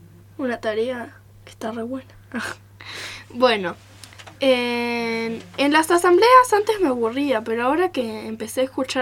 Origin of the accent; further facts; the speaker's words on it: Buenos Aires, Argentina; de Buenos Aires.